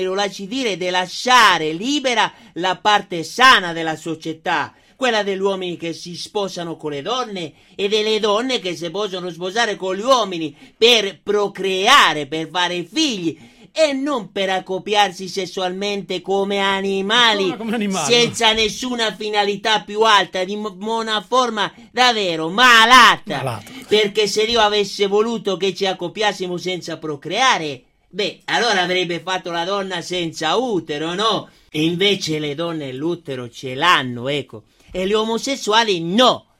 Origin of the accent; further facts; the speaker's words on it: Treviso, Veneto, Italy; No, sono del Treviso, del Treviso originale. Del Treviso, solo che questo è un accento che ci hanno, diciamo così, imposto